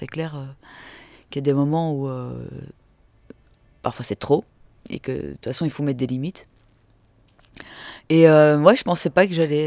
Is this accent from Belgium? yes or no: yes; Belgium; Sinon, non, je suis de Belgique, belge.